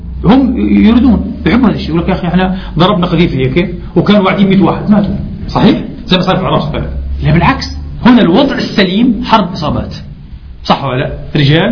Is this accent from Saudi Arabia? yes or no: no; Palestine; أنا بحكي في الأول لما كنا في بلدنا فلسطين